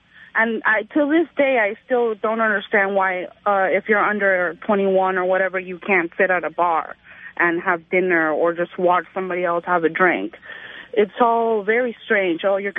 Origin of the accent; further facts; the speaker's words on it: Spain; now in United States; I'm talking about growing up in Spain.